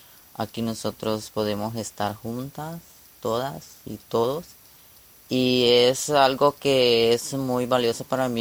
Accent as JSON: {"language": "Spanish", "country": "Honduras", "said": "tengo 24 años y soy hondureña. Salí el 20 de enero en lo que es en una caravana que se formó en Honduras, donde veníamos muchos compatriotas y hermanos centroamericanos."}